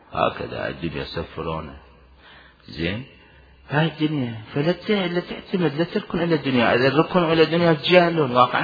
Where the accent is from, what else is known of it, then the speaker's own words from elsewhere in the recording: Iraq; moved away; طلعونا احنا العراقيين، طلعونا من العراق صدام لعنة الله عليه وزمرة صدام البعثين، طلعونا من العراق ولا نملك شيئا